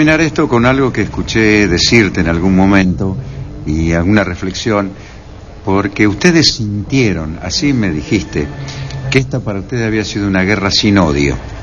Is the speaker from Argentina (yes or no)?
yes; Argentina; Bueno, yo como argentino te digo que desearía que tu país y el nuestro algún día se sienten a conversar